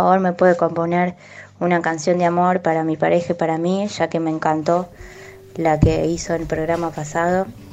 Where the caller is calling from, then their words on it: Buenos Aires, Argentina; de Villa Ortuza.